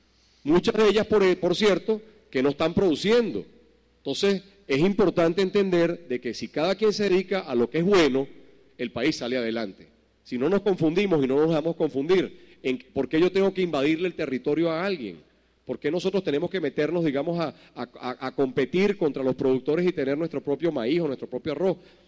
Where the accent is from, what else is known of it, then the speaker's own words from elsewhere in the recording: Venezuela; los conozco como venezolano y he estudiado y he leído sobre la materia